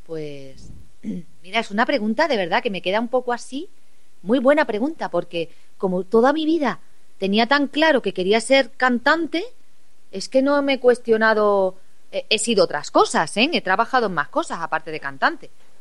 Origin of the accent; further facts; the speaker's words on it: Cáceres, Extremadura, Spain; con mi ciudad, con Cáceres, una ciudad donde yo nací, la ciudad que me lo ha dado todo, mi familia... donde vivo y resido, a pesar de que viajo mucho